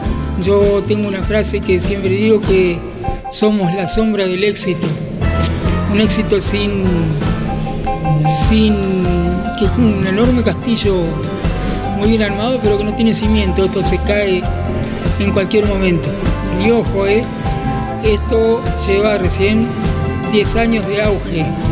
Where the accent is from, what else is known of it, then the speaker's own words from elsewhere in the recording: Basavilbaso, Entre Ríos, Argentina; Soy de Basavilbaso, Entre Ríos.